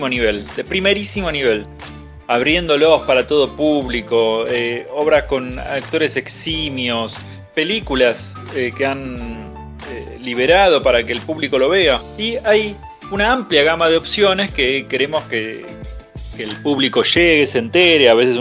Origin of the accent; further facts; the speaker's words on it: Argentina; Y quiero decir que me pone optimista como argentino esto